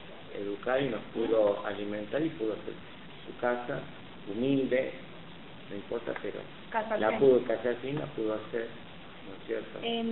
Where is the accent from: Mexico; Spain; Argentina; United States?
Argentina; born there; Los dos somos nacidos en Argentina.